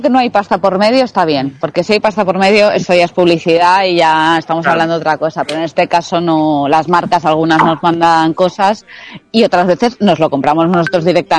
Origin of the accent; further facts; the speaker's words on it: Basque Country, Spain; Pero yo soy vasca, entonces cada vez que puedo yo me escapo a Euskadi a ver a mi familia y así.